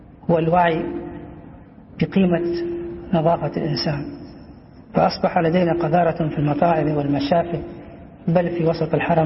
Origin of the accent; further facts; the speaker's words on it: Taif, Makkah Province, Saudi Arabia; moved away as an adult; فأنا من أهل الطائف صبا وبعيدا عنهم كهلا